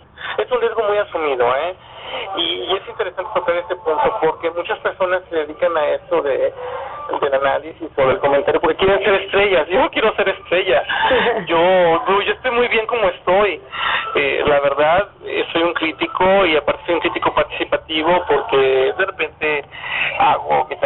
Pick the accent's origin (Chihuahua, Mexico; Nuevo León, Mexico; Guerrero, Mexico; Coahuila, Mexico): Nuevo León, Mexico; Monterrey; Yo nací en Monterrey, yo vivía en Monterrey